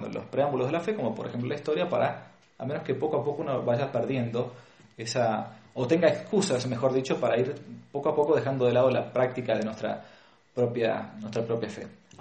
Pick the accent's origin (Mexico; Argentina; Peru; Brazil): Argentina; que uno había recibido cuando era chico, por ejemplo, en Argentina, ¿no? En Hispanoamérica.